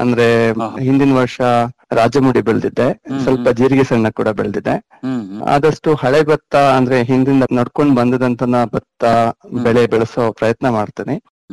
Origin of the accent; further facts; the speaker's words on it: Balamuri, Karnataka, India; now in Bengaluru, India; ನಮ್ದು ಬಲಮುರಿ ಅಂತ ಒಂದು ಗ್ರಾಮ, ಮಡಿಕೇರಿ ತಾಲೂಕು ಕೊಡಗು ಜಿಲ್ಲೆ ಬರುತ್ತೆ.